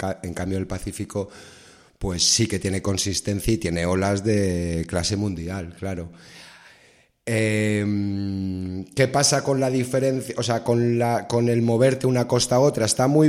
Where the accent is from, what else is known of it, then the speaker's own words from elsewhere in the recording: Spain; soy español, pero lo tengo un poco dividido casi ya, ¿eh? Entre España y Costa Rica me siento un poco tico.